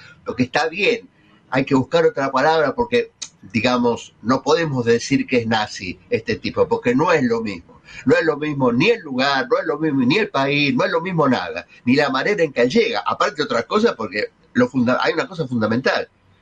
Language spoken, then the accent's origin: Spanish; Argentina; acordate, somos los argentinos, somos derechos y humanos